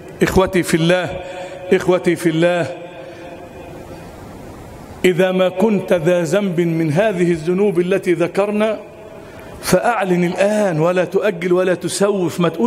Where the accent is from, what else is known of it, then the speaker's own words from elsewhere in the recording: Egypt; اللهم اجعل بلدنا مصر أمنا أمانا سخاء رخاء